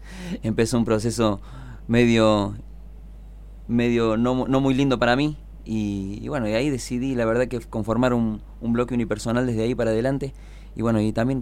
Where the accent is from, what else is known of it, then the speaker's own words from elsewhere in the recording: Los Cocos, Córdoba, Argentina; yo soy nativo de Los Cocos, mis viejos, mi abuelo, todo, bueno, tenemos ahí una raíz, digamos, en el pueblo